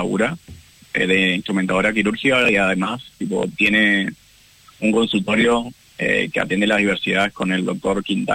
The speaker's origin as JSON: {"language": "Spanish", "region": "Corrientes", "country": "Argentina", "said": "Soy correntino."}